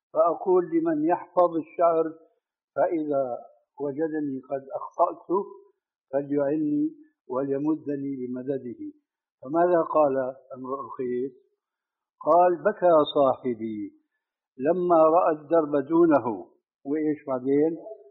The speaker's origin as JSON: {"language": "Arabic", "town": "Damascus", "region": "Damascus Governorate", "country": "Syria", "said": "كما يقولون عندنا في دمشق بدها الزكتار"}